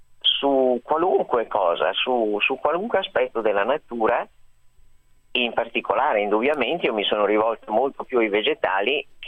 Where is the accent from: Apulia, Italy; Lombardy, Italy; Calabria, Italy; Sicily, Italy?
Lombardy, Italy; Milan; sono nata a Milano, sono cresciuta a Milano in un'altra città anche, ma insomma sono stata sempre molto molto cittadina